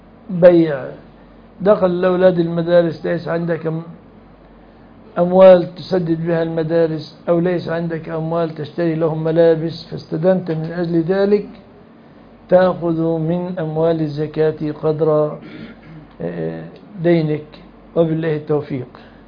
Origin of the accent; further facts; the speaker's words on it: Egypt; كما يحدث في الزواجات في بلادنا مصر